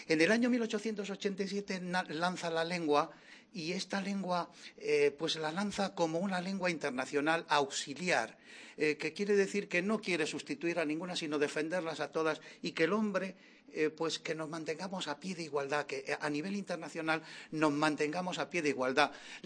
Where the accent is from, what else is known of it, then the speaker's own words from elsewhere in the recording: Granada, Andalusia, Spain; como se dice en mi tierra, le metieron la peste en un canuto. Yo soy granadino.